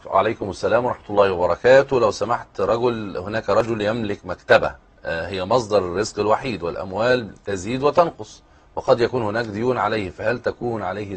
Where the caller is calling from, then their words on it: Sudan; من السودان.